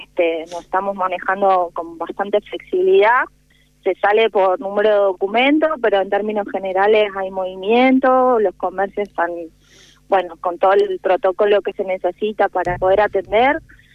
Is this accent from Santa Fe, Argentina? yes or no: no; San Rafael, Mendoza, Argentina; Estoy acá en San Rafael, Mendoza, sí, así es.